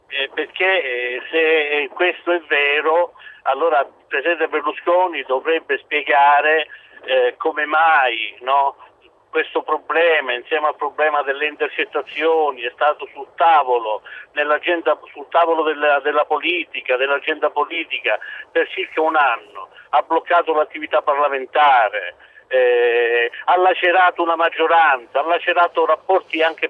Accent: San Lorenzo del Vallo, Calabria, Italy; Il mio paese si chiama San Lorenzo del Vallo, sì

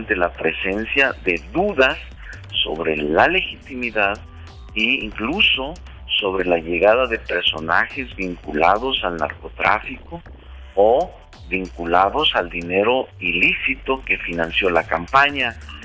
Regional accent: Mexico; nosotros como mexicanos, ya no solo como miembros del movimiento progresista, sino como mexicanos

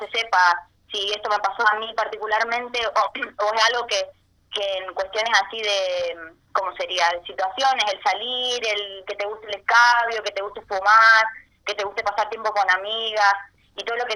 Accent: Chaco, Argentina; soy chaqueña, soy estudiante de arte escénico

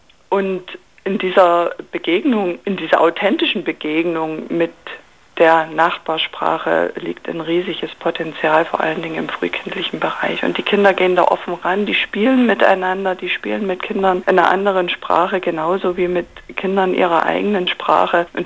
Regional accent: Zittau, Saxony, Germany; Also ich bin selber aus Zittau und wir gehen ganz viel nach Liberec

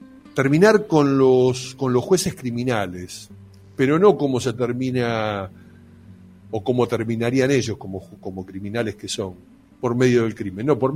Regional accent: Argentina; si no somos capaces los argentinos de rememorar la gesta histórica

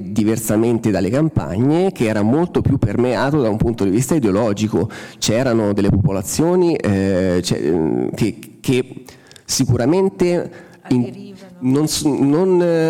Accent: Umbria, Italy; io vengo dall'Umbria, chiaramente una regione agricola per eccellenza

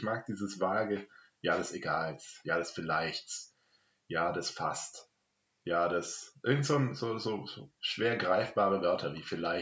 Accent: Heidenheim, Baden-Württemberg, Germany; born there; Ja, ich bin auch in Heidenheim geboren.

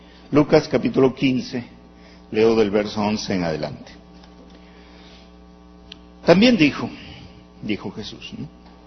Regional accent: Peru; moved away as an adult; now in Medellín, Colombia; Soy peruano, casado con Rola, pero llevo 12 años viviendo en Medellín, o sea que ya estoy nacionalizado paisa yo también.

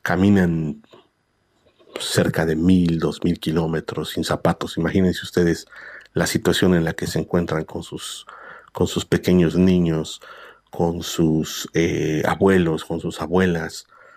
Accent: Mexico; como los mexicanos que vivimos también situaciones muy difíciles.

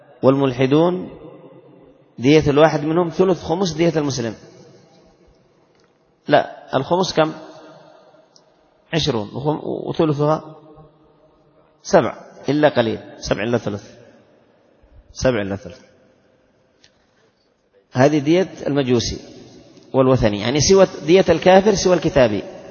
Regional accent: Yemen; وعندنا في اليمن الخطأ 7,000,000 والعمد 10.

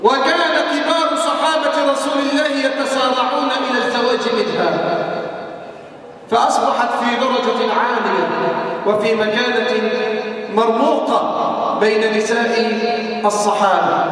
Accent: Egypt; اللهم احفظ بلدنا مصر من الفتن ما ظهر منها وما بطن.

